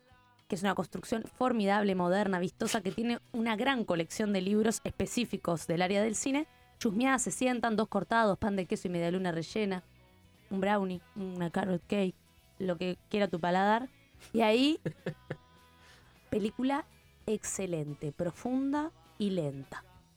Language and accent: Spanish; Montevideo, Uruguay; Bueno, es para Montevideo. Capital. Yo soy capitalina, es del lugar que puedo hablar.